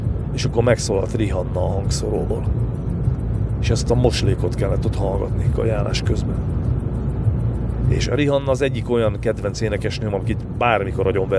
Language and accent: Hungarian; Somogy, Hungary; mert én ugye Somogy megyei vagyok, és Pécs az tőlünk nem volt messze.